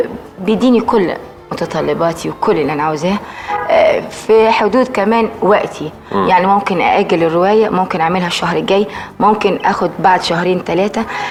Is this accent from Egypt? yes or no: yes; Egypt; وحست ان انا موجوده عندهم وانا من مصر.